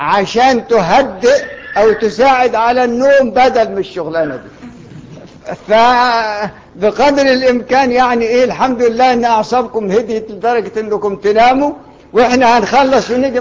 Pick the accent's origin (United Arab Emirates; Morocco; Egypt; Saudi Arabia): Egypt; احنا ناس مصريين ما بيقروش ورش الا للتعلم